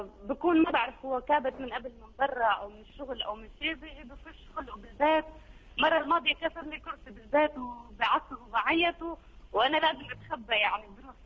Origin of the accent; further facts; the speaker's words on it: Syria; انا اول شيء بدي اقول لك انا سوريه